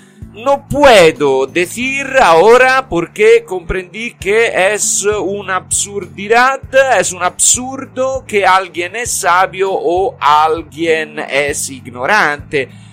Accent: Tuscany, Italy; Soy típicamente italiano e italiano de mi región, de Toscana.

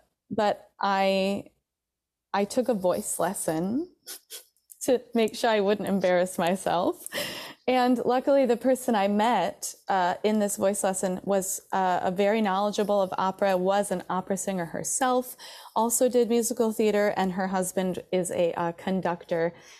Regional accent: Traverse City, Michigan, United States; Oh, I grew up in Northern Michigan, a small town called Traverse City.

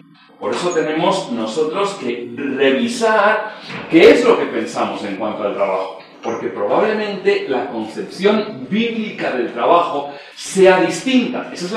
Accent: Premià de Mar, Catalonia, Spain; nací cerquita de Barcelona, en Premià de Mar. Eso está 20 kilómetros al norte de Barcelona, un pueblo de unos 30.000 habitantes, más o menos. Siempre he vivido ahí, soy pastor de la iglesia allí. Me casé con una chica del pueblo también

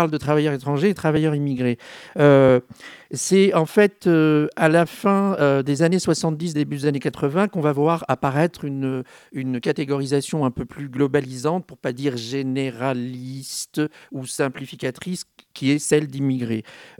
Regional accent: Paris, Île-de-France, France; Je suis parisien et belvillois.

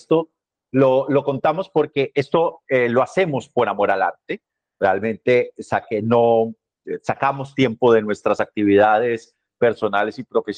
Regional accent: Bogotá, Bogotá D.C., Colombia; now in Thailand; Luego estuve en Bogotá, de donde soy original. Luego ha estado esta transmisión también desde Tailandia, donde me encuentro en este momento.

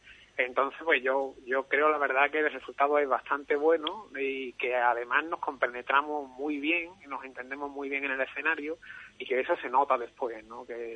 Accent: Ubrique, Andalusia, Spain; somos tres jóvenes de Ubrique y de la zona de la Sierra de Cádiz también, porque Antonio, que es el otro guitarrista, y … vivimos en Menocal los dos.

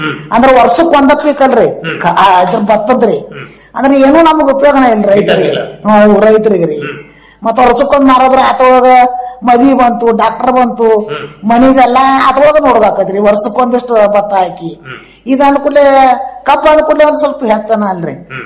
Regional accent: Mangalwada, Karnataka, India; ನಾವು ಮಂಗಳವಾಡದವರು.

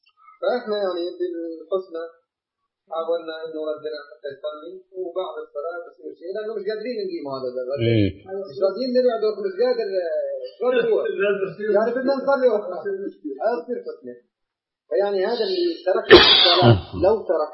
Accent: Jordan; إحنا جايين من الأردن

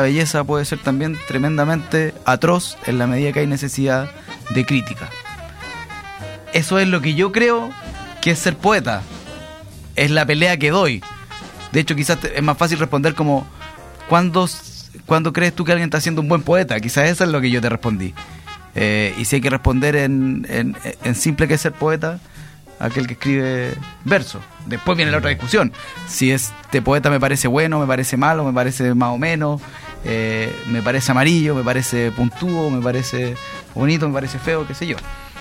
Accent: La Caro, Santiago Metropolitan, Chile; para mí es súper importante porque yo nací acá en La Caro.

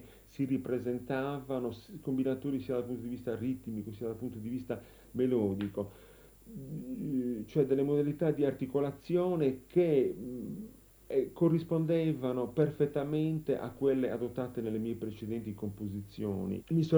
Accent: Nuoro, Sardinia, Italy; born there; Io sono nato a Nuoro e sino all'età di 12-13 anni non ho avuto occasione di sentire altra musica che non fosse la musica popolare della Sardegna.

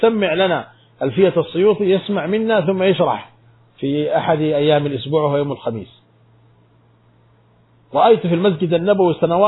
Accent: Sudan; عندنا في السودان

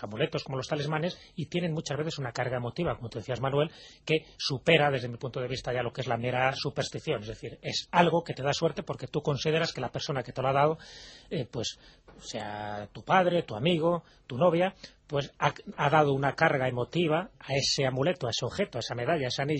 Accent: Malta; Spanish is a second language; yo vengo de Malta, y en Malta somos supersticiosos también

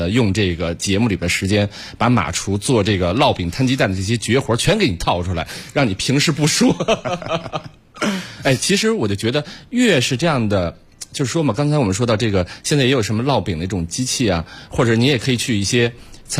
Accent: Beijing, China; 咱们北京人爱吃的一些东西

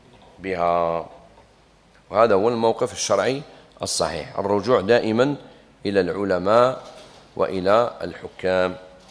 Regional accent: Algeria; جابنا الاستقلال في بلادنا الجزائر

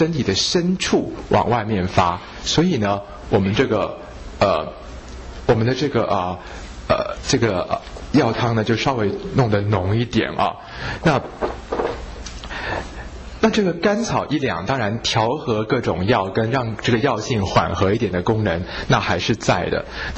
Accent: Taiwan; 可是我们台湾人呢，除了腠理虚松之外呢，更加的是我们台湾人大部分都是阳虚阴实啊

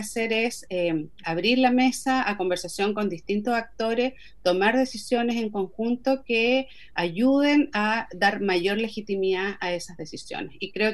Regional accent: Chile; No solamente somos los chilenos en general

